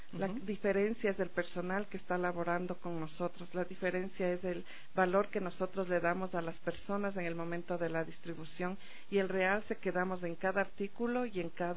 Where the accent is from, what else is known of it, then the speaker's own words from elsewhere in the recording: Ecuador; resaltar el esfuerzo de mi pueblo ecuatoriano